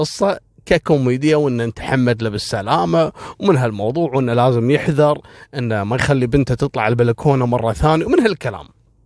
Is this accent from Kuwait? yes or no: yes; Kuwait; حصلت عندنا في الكويت تقريبا في عام 2003-2004